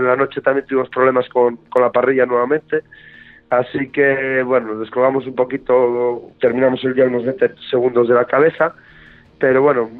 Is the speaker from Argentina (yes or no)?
no; Asturias, Spain; moved away; somos asturianos, aunque ya llevamos muchísimos años aquí viviendo en Andalucía, medio andaluces ya